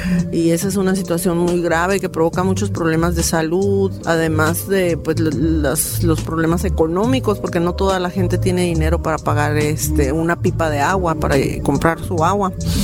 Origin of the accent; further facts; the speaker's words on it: Mexicali, Baja California, Mexico; vengo de Mexicali, Baja California.